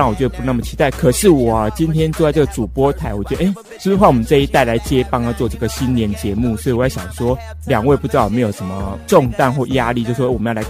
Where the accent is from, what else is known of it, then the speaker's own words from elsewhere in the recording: Taiwan; 我们台湾人